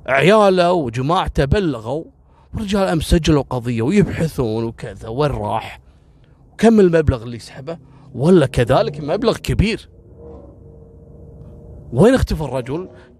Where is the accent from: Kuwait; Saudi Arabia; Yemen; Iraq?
Kuwait; قصة رقم 25 اللي هو الحرام المقنع اللي حصل عندنا في الكويت